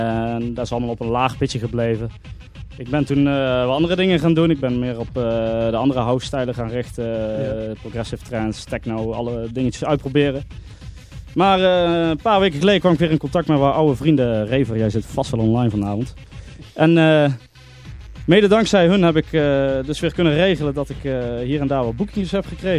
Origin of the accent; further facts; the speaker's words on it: Eindhoven, North Brabant, Netherlands; ik kom uit Eindhoven, ik ben 24 jaar.